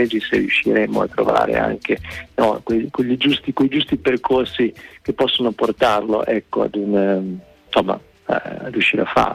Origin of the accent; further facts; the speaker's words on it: Reggio Emilia, Emilia-Romagna, Italy; quindi io sono reggiano, quindi l'Appennino è reggiano